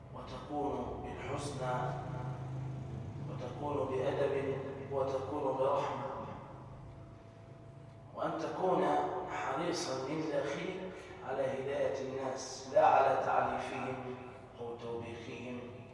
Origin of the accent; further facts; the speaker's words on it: Egypt; اللهم احفظ مصر بلدتنا من كل مكروه وسوء.